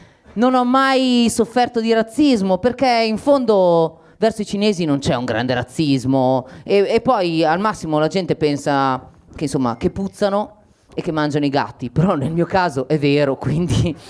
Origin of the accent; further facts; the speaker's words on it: Faenza, Emilia-Romagna, Italy; born there; Anche perché io non sono nato a Milano, sono nato a Faenza.